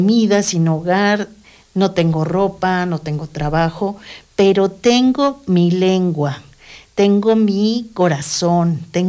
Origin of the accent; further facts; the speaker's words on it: Mexico City, Mexico; Aquí lo que me ha tocado vivir desde que salí de la Ciudad de México y radicar acá